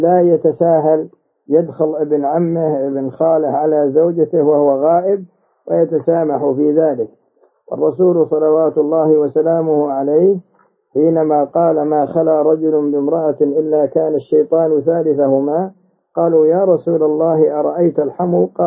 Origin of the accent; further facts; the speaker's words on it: Saudi Arabia; كما هو موجود عندنا في المملكة العربية السعودية